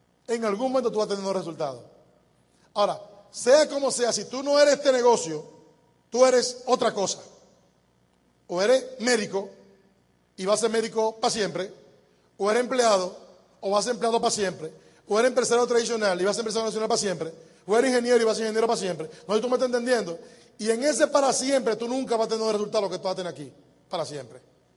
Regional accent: Dominican Republic; Yo soy dominicano para siempre.

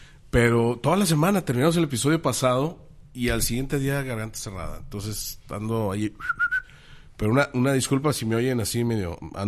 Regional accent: Mexico City, Mexico; soy del DF.

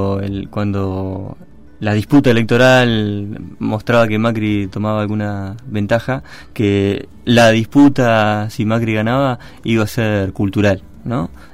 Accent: Argentina; me parece que como argentinos, argentinas, ciudadanos, ciudadanas, me parece que tenemos una obligación ética

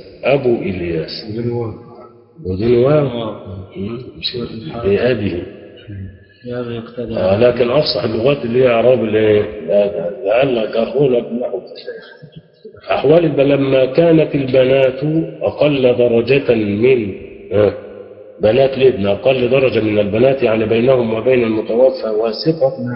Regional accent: Egypt; ودي اللي احنا عندنا في مصر بنسميها الوصيه الايه؟

